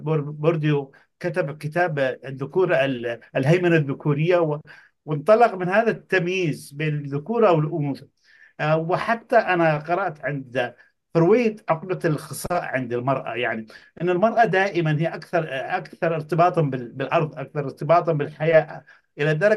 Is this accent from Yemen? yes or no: yes; Yemen; أنا طبعا من اليمن لاحظت انتشار السحر